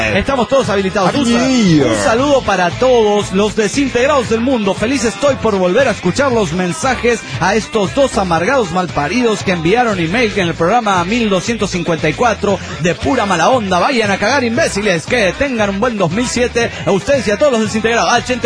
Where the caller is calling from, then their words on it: Asunción, Paraguay; de Asunción del Paraguay.